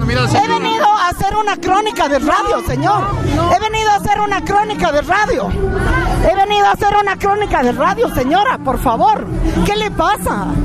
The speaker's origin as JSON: {"language": "Spanish", "country": "Bolivia", "said": "Porque yo también soy boliviana y estoy haciendo mi trabajo."}